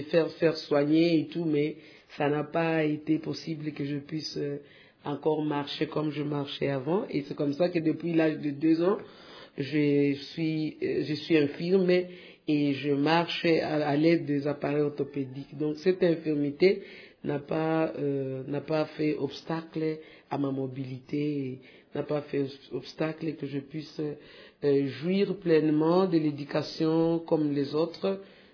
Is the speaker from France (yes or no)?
no; Goma, North Kivu, DR Congo; je suis née à Goma. Je suis une fille qui a vraiment grandi à Goma. Mes parents ont évolué plus dans la ville de Goma.